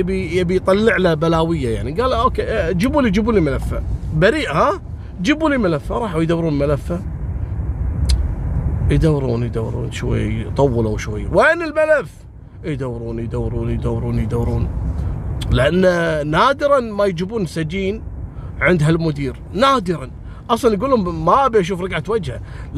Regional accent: Kuwait; عندنا في الكويت

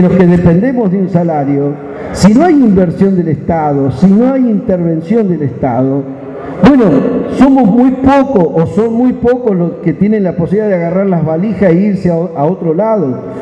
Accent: Neuquén, Argentina; para nosotros, como patagónico, quiero hacer un planteo. Nosotros que somos de la Patagonia, no somos la pampa húmeda. Yo he tenido la suerte hoy de estar recorriendo todo el país, pero soy de una provincia de Neuquén

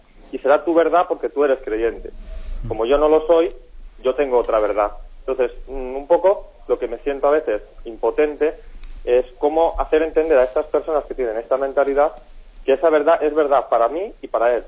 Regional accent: Girona, Catalonia, Spain; de Gerona también.

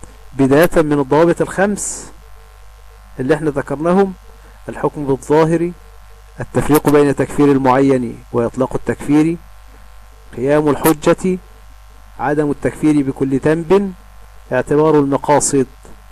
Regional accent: Egypt; اللي هم عندنا في مصر يقول لك إيه ده

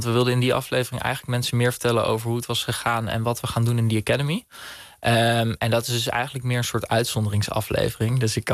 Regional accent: Bunnik, Utrecht, Netherlands; ik in mijn jonge jaren in Bunnik opgegroeid ben tegenover een schoolplein.

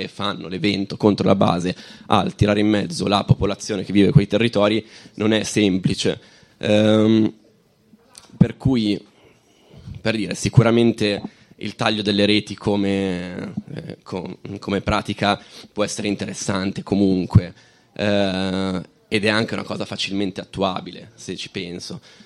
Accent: Lombardy, Italy; anch'io vengo dalla provincia di Varese e ho seguito, diciamo, tutto quello che possono essere delle lotte antimilitariste nel territorio

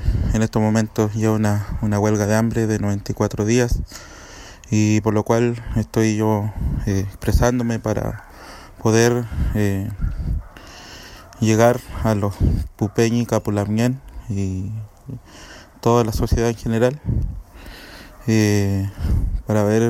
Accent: Los Lagos, Chile; soy machi de la nación mapuche, soy del territorio de la Futa Huillimapu.

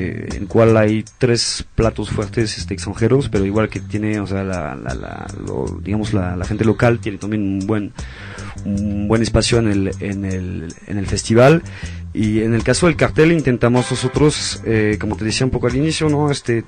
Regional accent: Mexico; estoy yo, soy mexicano parece

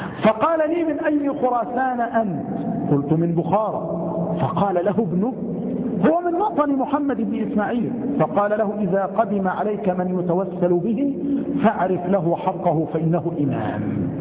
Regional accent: Egypt; الفأس يا أخوان التي عندنا في مصر نقول عنها الفأس هي المسحاة

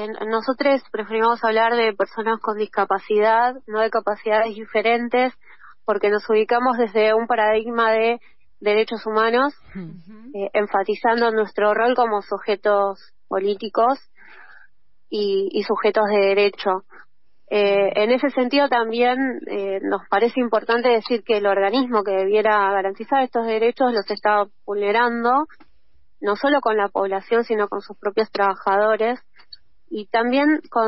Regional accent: Patagonia, Argentina; En la Patagonia, por ejemplo, yo vivo, soy de la Patagonia, y las distancias geográficas son muy grandes.

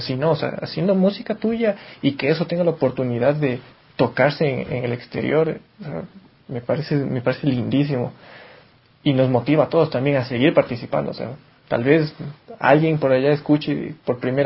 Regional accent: Ecuador

